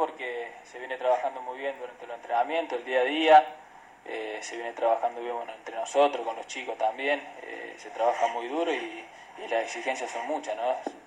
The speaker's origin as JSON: {"language": "Spanish", "town": "La Para", "region": "Córdoba", "country": "Argentina", "tie": "born or raised there", "said": "cada vez que iba a patear una pelota con mis amigos, en el pueblo, siempre pensaba en eso"}